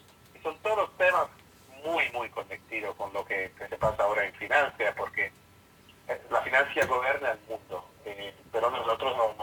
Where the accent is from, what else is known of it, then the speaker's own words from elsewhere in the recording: Italy; Spanish is a second language; si yo soy italiano y hablo un español un poco cómico